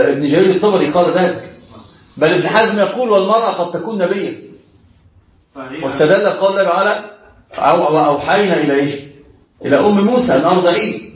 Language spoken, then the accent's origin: Arabic; Alexandria, Alexandria Governorate, Egypt; احنا عندنا في اسكندرية كده أنا أصلا من الكلم